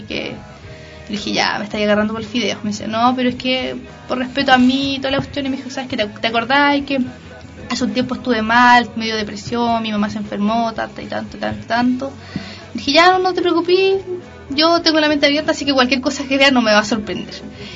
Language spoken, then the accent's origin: Spanish; Queilén, Los Lagos, Chile; soy de Chiloé, específicamente de Keilan